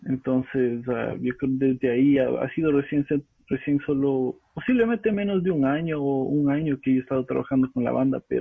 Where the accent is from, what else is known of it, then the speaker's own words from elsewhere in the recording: Quito, Pichincha, Ecuador; una banda de reggae de donde soy yo, de Quito